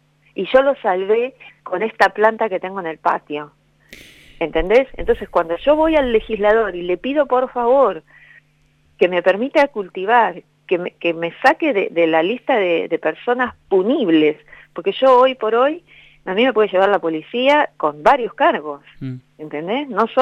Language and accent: Spanish; Buenos Aires, Argentina; yo soy de Buenos Aires y soy porteña, pero muy porteña. Soy de Parque Patricio, hincha Huracán, ¿entendés? Tengo el río acá en unas cuadras